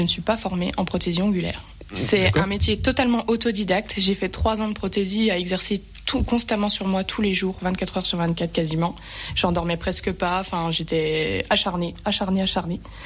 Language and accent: French; Remiremont, Grand Est, France; Alors, je suis native de Remiremont, j'ai toujours vécu ici, j'ai 27 ans